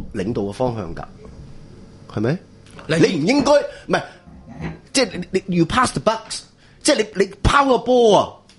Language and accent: Cantonese; Hong Kong; 我哋香港人可以爭取幾多係贊成嘅。